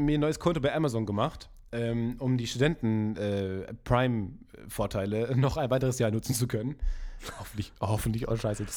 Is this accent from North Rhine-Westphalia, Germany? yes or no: yes; North Rhine-Westphalia, Germany; ich komme ja aus dem Kreis Unna